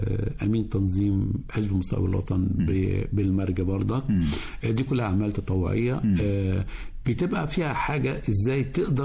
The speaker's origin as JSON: {"language": "Arabic", "town": "El Marg", "region": "Cairo Governorate", "country": "Egypt", "tie": "born or raised there", "said": "حي المرج اللي انا مقيم فيه. لان انا من مواليد حي المرج، وباقني بالولاء لهذا المكان اللي اتولدت فيه، ومش قادر اخرج من المرج طبيعي يعني. لان حياتي في المرج النهارده بقى لي 63 سنه في المرج."}